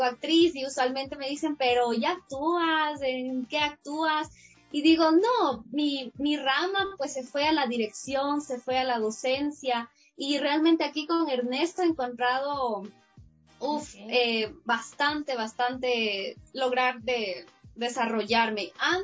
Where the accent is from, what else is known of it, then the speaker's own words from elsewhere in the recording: Cuba; moved away; yo cuando vine de Cuba, pues no tenía computadora, porque dije, ya para qué, de hecho la vendía ya en Cuba, y vine así, como si nada